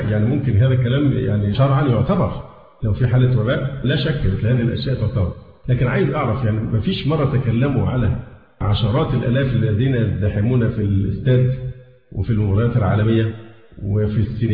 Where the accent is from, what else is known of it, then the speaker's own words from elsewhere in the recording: Egypt; فحتى الآن الحالات عندنا في مصر والله الحمد قليلة جدا